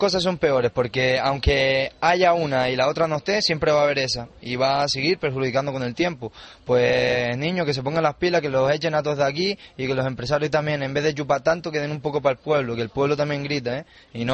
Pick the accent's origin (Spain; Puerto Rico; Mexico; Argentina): Spain; Canary Islands; porque yo soy conejero, yo soy de Lanzarote.